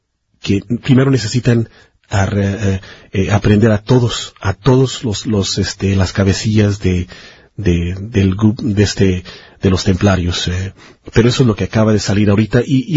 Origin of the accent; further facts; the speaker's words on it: Michoacán, Mexico; yo también soy de Michoacán, por eso es que este tema es bueno, mi familia es de Michoacán